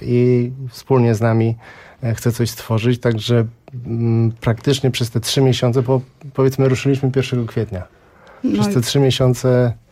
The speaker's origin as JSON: {"language": "Polish", "town": "Gdańsk", "region": "Pomeranian Voivodeship", "country": "Poland", "said": "Jesteśmy z Gdańska, gramy z sobą parę lat w różnych składach."}